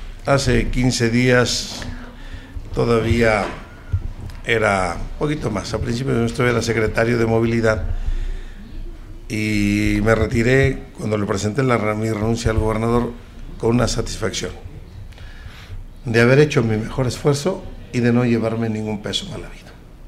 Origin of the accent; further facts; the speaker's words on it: Tlajomulco, Jalisco, Mexico; soy gente de campo, orgullosamente. Soy de Tlajomulco